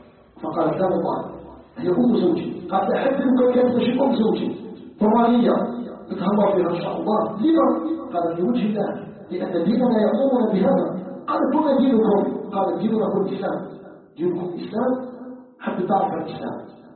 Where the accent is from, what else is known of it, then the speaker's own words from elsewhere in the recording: Algeria; أن يجعل بلدنا الجزائر بلداً آمناً مطمئناً